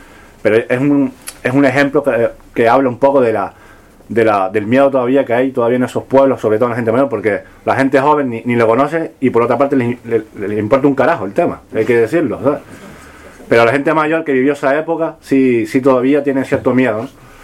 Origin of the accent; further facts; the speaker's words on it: Canary Islands, Spain; es que vengo del Pedroso, mi familia es del Pedroso, pero soy de Tenerife